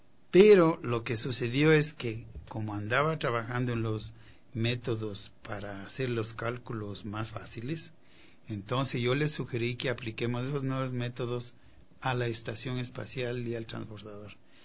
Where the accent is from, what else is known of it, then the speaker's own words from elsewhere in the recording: Quito, Pichincha, Ecuador; moved away; Pues yo nací aquí, me crié en Quito y pues años después, desde el año 74 que salí de aquí